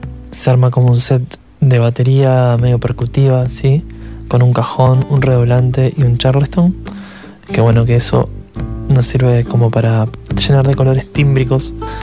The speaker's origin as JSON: {"language": "Spanish", "region": "Montevideo", "country": "Uruguay", "said": "Actualmente somos todos de Montevideo los que tocamos"}